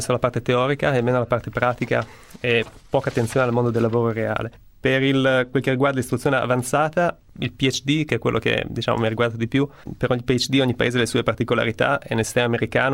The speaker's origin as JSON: {"language": "Italian", "town": "Bologna", "region": "Emilia-Romagna", "country": "Italy", "also_born_or_lived": "United States / Austria", "moved": "as an adult", "lives_now": "Strasbourg, France", "said": "38 anni, sono di Bologna, ho lasciato l'Italia nel 2001 per fare un dottorato negli Stati Uniti, in Maryland. Dal 2005 al 2011 sono stato in Austria e dal 2012 sono professore di fisica all'Università di Strasburgo in Francia."}